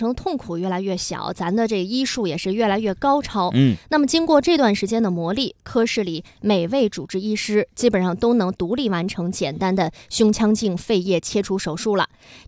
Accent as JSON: {"language": "Chinese", "town": "Shijiazhuang", "region": "Hebei", "country": "China", "tie": "born or raised there", "said": "对，是河北省，但我老家是国际庄嘛，石家庄。"}